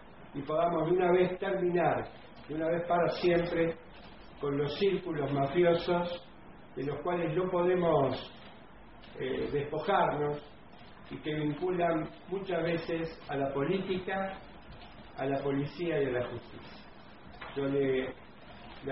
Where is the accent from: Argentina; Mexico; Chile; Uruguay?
Argentina; me da mucha indignación como ciudadano argentino